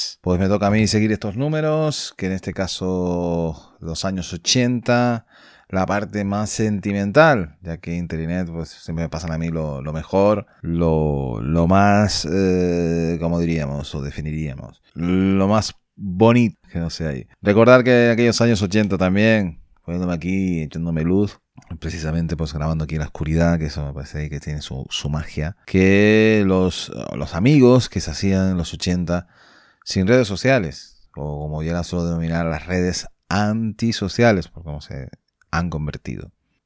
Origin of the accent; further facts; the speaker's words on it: Canary Islands, Spain; en un registro de voz un poquito más ahí, más peninsular que canario, ¿eh? Parece ahí, ¿no? Pero siempre digo que soy más canario que los plátanos, ¿no?